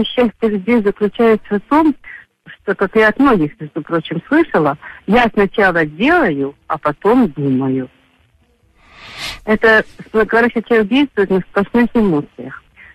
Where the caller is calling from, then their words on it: Odesa Oblast, Ukraine; Одесская область.